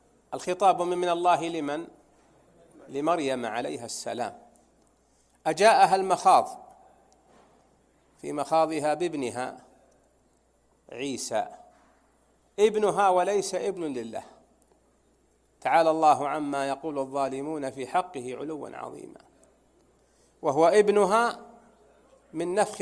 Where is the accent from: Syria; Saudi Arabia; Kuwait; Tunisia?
Saudi Arabia; Najd; عندنا في نجد في المرزم، فإذا ظهر المرزم فملى المحزم، ولا لا يا أخواني؟